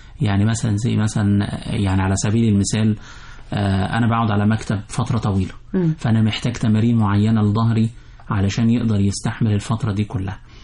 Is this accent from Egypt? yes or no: yes; Egypt; احنا بنحب كمصريين بنحب الحادق جدا